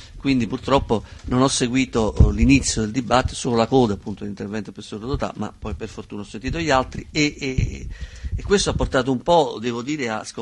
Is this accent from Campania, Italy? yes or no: yes; Naples, Campania, Italy; io vengo da Napoli